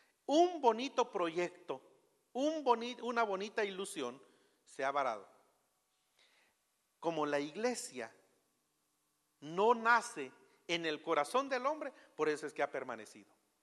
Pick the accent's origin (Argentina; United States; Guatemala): Guatemala; lo mejor sería para nosotros expresarnos como guatemaltecos en nuestra adoración y no imitar.